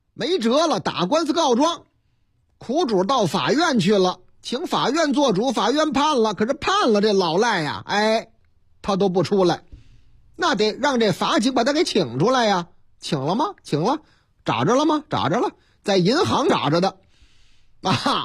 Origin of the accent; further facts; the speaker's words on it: Chongqing, China; 又是老家，哎，我老家重庆，三餐重庆